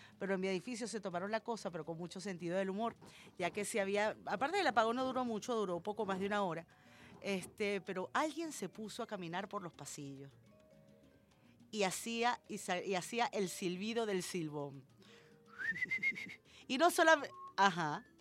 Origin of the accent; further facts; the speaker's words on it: Venezuela; así somos los venezolanos, que le sacamos el lado gracioso a todo.